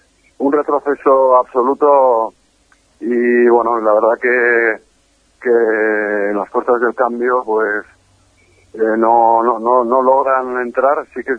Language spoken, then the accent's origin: Spanish; Catalonia, Spain; con Gabriel Rufián comparto muchas cosas, entre ellas que los dos somos catalanes. Uh-huh. Y los dos somos hijos de españoles.